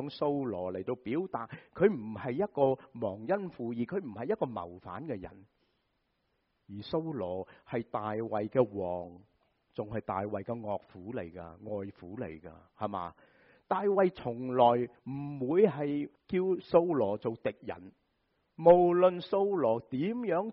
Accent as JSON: {"language": "Chinese", "region": "Guangdong", "country": "China", "said": "就是好像我们广东人说什么啊，滑过泥鳅，是吧？"}